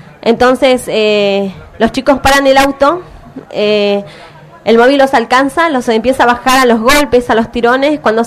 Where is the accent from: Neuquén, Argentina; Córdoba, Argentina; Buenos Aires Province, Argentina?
Neuquén, Argentina; Bueno, hola, como ella dijo, yo vengo de Neuquén.